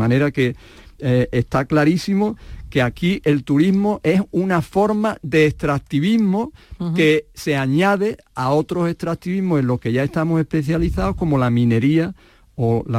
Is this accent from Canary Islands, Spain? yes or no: no; Andalusia, Spain; Que es lo que somos los andaluces, los camareros de Europa.